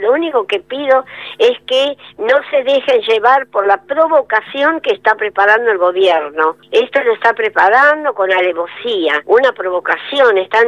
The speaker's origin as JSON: {"language": "Spanish", "country": "Argentina", "said": "siento vergüenza como argentina."}